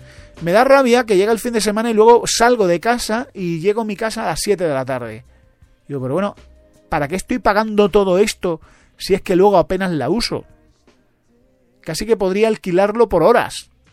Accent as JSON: {"language": "Spanish", "country": "Spain", "lives_now": "Madrid, Spain", "said": "Pero yo soy español, yo conozco la realidad española. Y yo vivo en Madrid."}